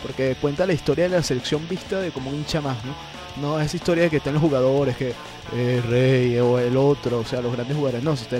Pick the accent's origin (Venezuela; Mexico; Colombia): Venezuela; es hora de sentirnos orgullosos de ser quienes somos como venezolanos